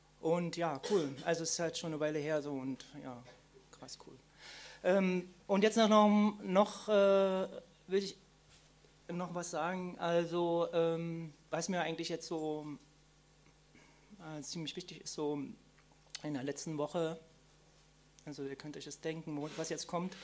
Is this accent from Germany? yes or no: yes; East Germany, Germany; born there; ich bin schon ein bisschen älter, ich bin 1964 geboren in der DDR und komme aus einer kommunistischen Familie